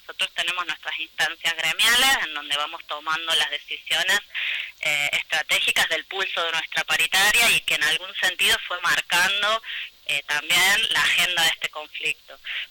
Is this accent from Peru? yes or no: no; Mina Clavero, Córdoba, Argentina; Sí, yo soy criada en Mina Clavero y actualmente visitante permanente de Nono.